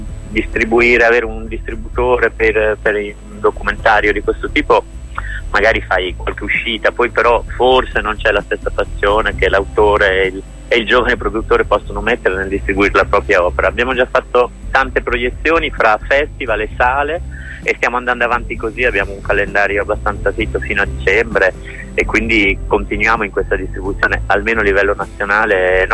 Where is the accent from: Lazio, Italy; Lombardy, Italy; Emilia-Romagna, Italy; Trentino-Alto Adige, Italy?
Emilia-Romagna, Italy; Rimini; Ma come sai sono di Rimini